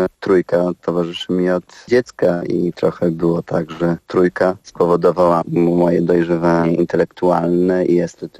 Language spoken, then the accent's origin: Polish; Rzeszów, Subcarpathian Voivodeship, Poland; Pochodzę z Rzeszowa, gdzie urodził się … czyli nasz legendarny blues rockowy muzyk.